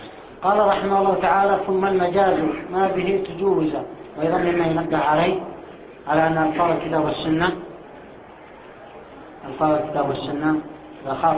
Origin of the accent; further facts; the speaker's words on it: Aden, Yemen; فكانت العملة الجنوبية بالدينار عندنا في عدن